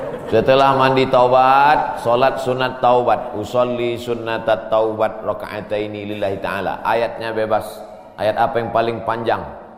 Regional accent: Medan, North Sumatra, Indonesia; Saya dari Medan. Ada juga orang kampung saya di sini.

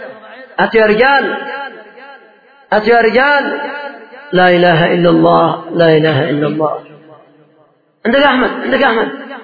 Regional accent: Yemen; وانظروا مثلا ما هو حاصل عندنا في اليمن في بعض الأماكن

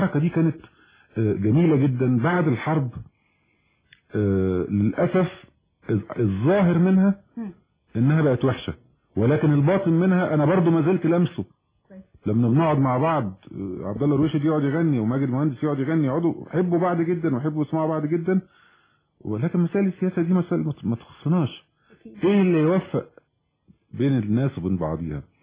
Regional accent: Egypt; دورنا احنا كمصريين دايما احنا اللي بنصلح

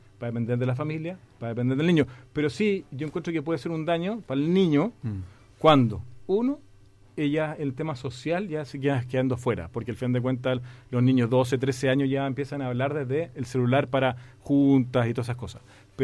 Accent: Chile; como buen chileno

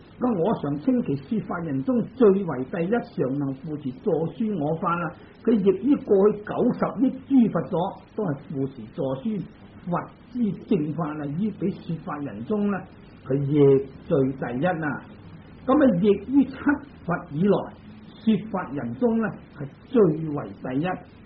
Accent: China; 但我哋中国人喜欢简略啊

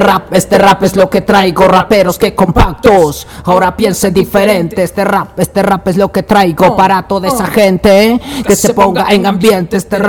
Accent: Quito, Pichincha, Ecuador; el orgullo que yo tengo de mi gente zona sur, a los cuales yo represento. Y vengo representando al sur de Quito

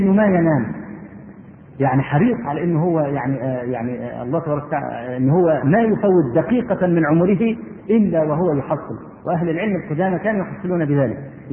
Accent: Egypt; عندنا في مصر

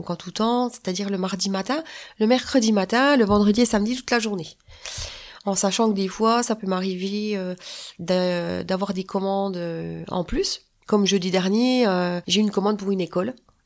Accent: Bourgogne-Franche-Comté, France; born there; accent: Franche-Comté; Bah oui, déjà mon accent. Et puis voilà, ça représente la région d'où je suis née, quoi, la Franche-Comté.

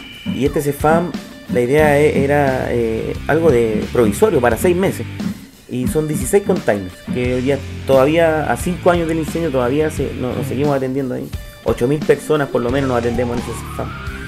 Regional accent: Valparaíso, Chile; soy del Cerro Las Cañas, vivo ahí toda la vida, he vivido en el Cerro Las Cañas, cerro el cual fue afectado por el mega incendio en el año 2014.

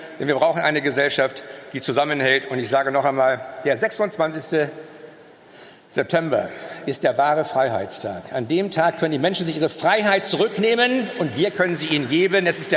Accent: Northern Germany, Germany; ich komme ja aus dem Norden, habe deshalb auch einen intensiveren Kontakt nach Dänemark

